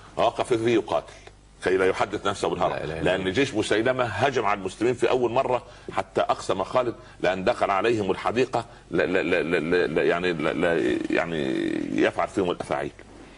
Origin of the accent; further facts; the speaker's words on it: Upper Egypt, Egypt; يقول عندنا في الصعيد على القدر برمة